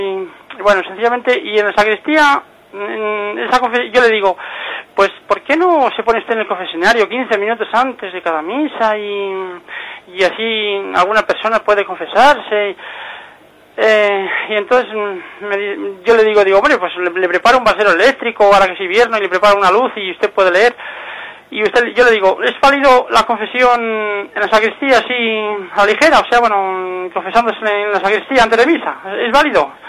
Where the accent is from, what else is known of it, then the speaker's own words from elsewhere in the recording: Segovia, Castile and León, Spain; Mire, soy aquí de Segovia. … tengo 55 años y estoy soltero.